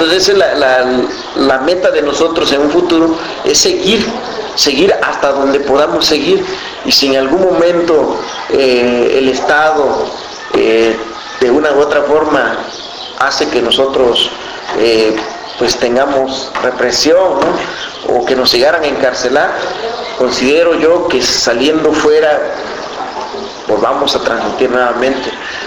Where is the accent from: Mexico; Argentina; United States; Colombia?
Mexico; Tlapa, Guerrero; also born or lived in Caguatache; Yo no soy originario de Tlapa, yo soy originario de un pueblo que se llama Caguatache, ¿no? Pero yo crecí en Tlapa y bueno, pues tengo que seguir hablando mi lengua.